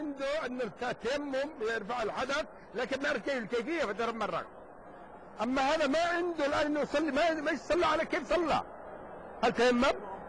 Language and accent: Arabic; Yemen; قد مر عليكم الجدري رايتموه كان عندنا قديم كان موجود عندنا في اليمن زمان